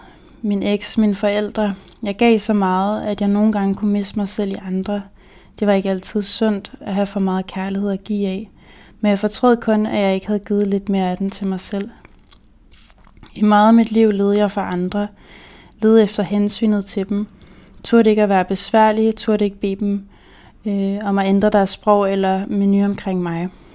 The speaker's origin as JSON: {"language": "Danish", "region": "Region of Southern Denmark", "country": "Denmark", "tie": "born or raised there", "said": "Jeg voksede op med en personlighed, der var for stor til min barndomsby på Nordfyn, med kun 700 indbyggere."}